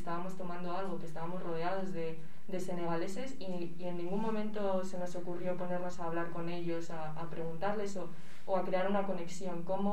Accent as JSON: {"language": "Spanish", "country": "Spain", "said": "yo como persona española, más o menos, no interactúo demasiado con ellos"}